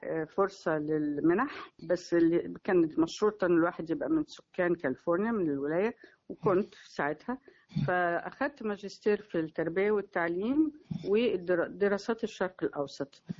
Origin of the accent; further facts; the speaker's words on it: Cairo, Cairo Governorate, Egypt; moved away as an adult; also born or lived in California, United States; يعني انا اتولدت في القاهره في الاسره السعديه. والدي من الاقصر، والدتي من المنيا، وتربينا في بيت جدي وجدتي اللي هم صعايده من المنيا، بس عشنا هنا في مصر الجديده. وبعدين هاجرت على امريكا بعد ما اتخرجت من جامعه القاهره سياسه واقتصاد،